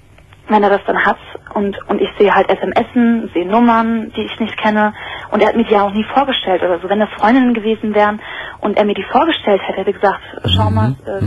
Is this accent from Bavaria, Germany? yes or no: no; Hamburg, Germany; born there; weil ich aus Hamburg komme. Ich bin gebürtige Hamburgerin.